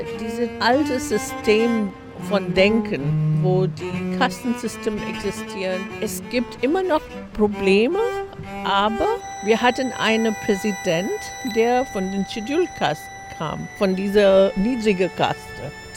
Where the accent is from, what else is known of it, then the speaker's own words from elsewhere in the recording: India; German is a second language; Ich bin aus Indien.